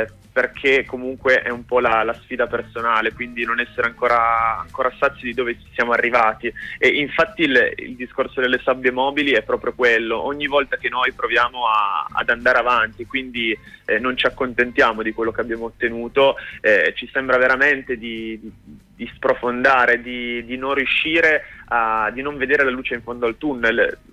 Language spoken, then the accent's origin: Italian; Piedmont, Italy; Io non sono proprio di Torino, sono vicino Cuneo, però comunque diciamo che musicalmente posso identificarmi nella scena torinese